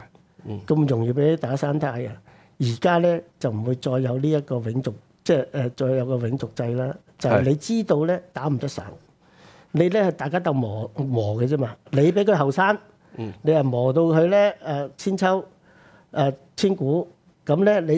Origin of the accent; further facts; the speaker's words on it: Hong Kong; 唔係佢，唔係我哋香港，我哋都係中國人，但係我哋做唔到啊！